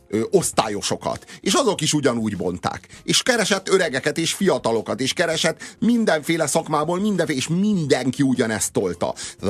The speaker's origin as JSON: {"language": "Hungarian", "country": "Hungary", "said": "Én is ember vagyok, én is magyar vagyok, én is köszönök"}